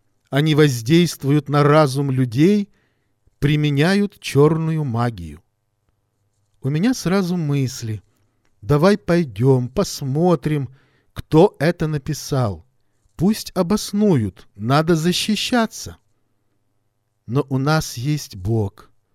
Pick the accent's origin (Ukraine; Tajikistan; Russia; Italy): Tajikistan; Dushanbe; мне пришлось оставить труд, который я совершала в моем родном городе Душанбе.